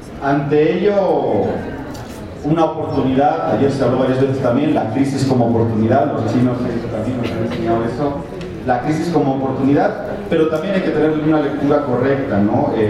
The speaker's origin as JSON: {"language": "Spanish", "region": "Basque Country", "country": "Spain", "lives_now": "Bolivia", "said": "aunque soy vasco de identidad y boliviano de adopción y nacionalizado, pero ahora estoy pensando como europeo."}